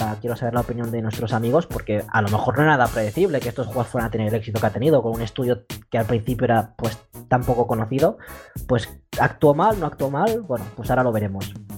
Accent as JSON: {"language": "Spanish", "country": "Mexico", "said": "yo mismo puedo atestiguar, siendo mexicano"}